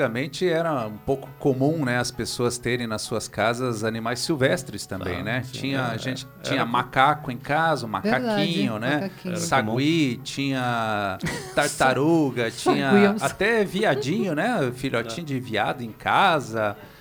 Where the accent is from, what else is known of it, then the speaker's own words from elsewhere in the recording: Curitiba, Paraná, Brazil; also born or lived in Cascavel; now in Foz do Iguaçu, Brazil; Sou um funcionário público, trabalhei 14 anos em Cascavel, 12 anos aqui em Foz do Iguaçu, mais alguns anos lá em Curitiba, que é a minha cidade natal.